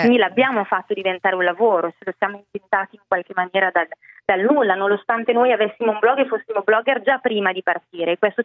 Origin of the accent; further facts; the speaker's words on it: Bergamo, Lombardy, Italy; anche lei della stessa città da cui vengo io, che è Bergamo, perché sono originaria di Bergamo